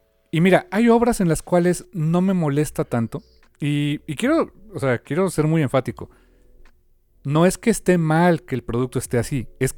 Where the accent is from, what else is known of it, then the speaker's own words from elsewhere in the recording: Mexico; A lo mejor para nosotros como mexicanos, para muchos, tal vez digamos, chale.